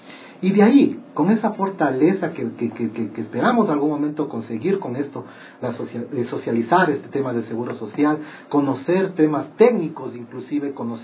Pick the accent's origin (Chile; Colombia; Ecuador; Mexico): Ecuador; como buenos ecuatorianos que somos